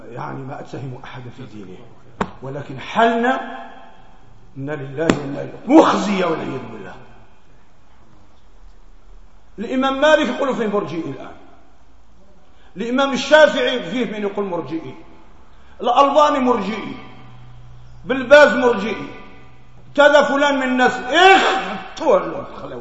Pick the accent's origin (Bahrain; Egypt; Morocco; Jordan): Morocco